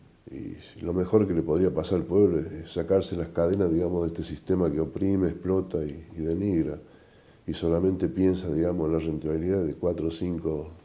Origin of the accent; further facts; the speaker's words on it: Argentina; nos ven que somos argentinos